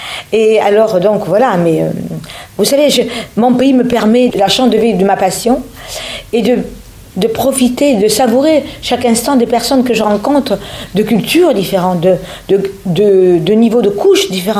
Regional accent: Avignon, Provence-Alpes-Côte d'Azur, France; Je vais chez moi en Avignon, 2 jours.

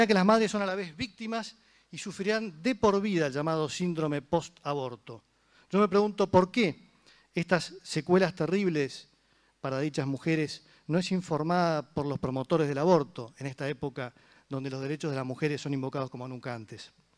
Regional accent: Argentina; en quien creemos como argentinos

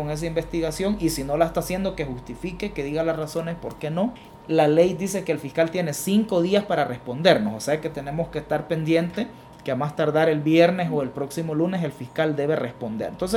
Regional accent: El Salvador; y como sociedad salvadoreña tenemos que hacer un esfuerzo sostenido

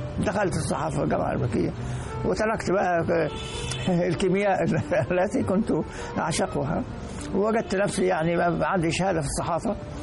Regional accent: Akhmim, Sohag Governorate, Egypt; born there; فأنا صعيدي، يعني من مولود في بلد اسمها إخميم من محافظة سوهاج، وإن كانت الأسرة تنتمي إلى إقليم ولا محافظة قنا.

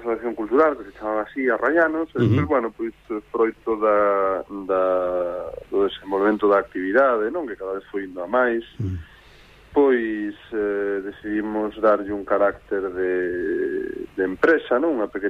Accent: Celanova, Galicia, Spain; Eu crieime ali en Celanova

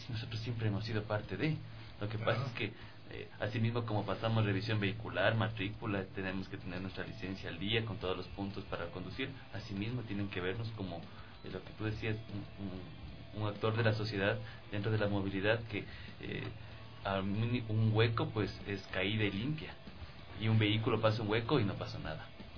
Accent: Ecuador; es lo que siempre me doy contra la pared como ecuatoriano y digo, qué bestia, en qué mundo y en qué país vivimos, en Ecuador

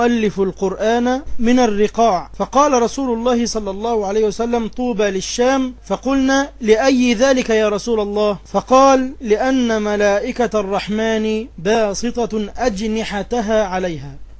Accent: Egypt; اللي بيدرس في المدارس عندنا في مصر

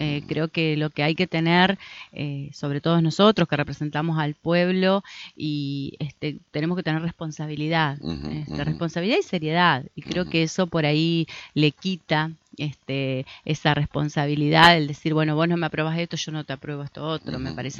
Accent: Argentina; la verdad que no nos ayuda como argentinos y como argentinas

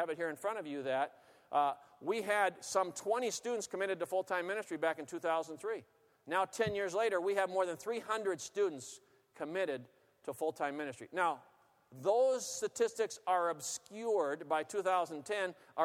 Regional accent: Seattle, Washington, United States; I grew up on the West Coast in Seattle area.

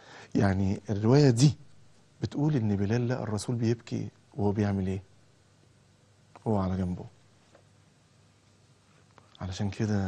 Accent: Egypt; مواصلة صغيرة عندنا في مصر اسمها توك توك

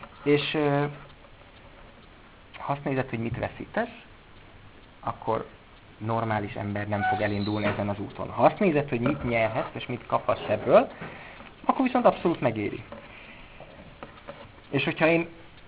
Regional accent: Budapest, Hungary; also born or lived in Miskolc; És én budapesti vagyok, sőt, előtte Miskolci voltam

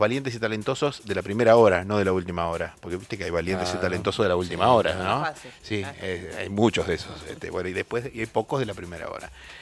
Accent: Lincoln, Buenos Aires Province, Argentina; la amiga de Pergamino, eso es casi mis pagos. Yo soy de Lincoln, estamos 200 y pico de kilómetros ahí nomás.

